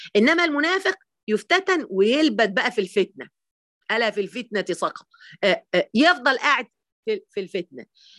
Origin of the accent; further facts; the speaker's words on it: Egypt; وبعدين أنا بقى مصرية أصيلة، فجوزها اتجوز عليه، كنا في السعودية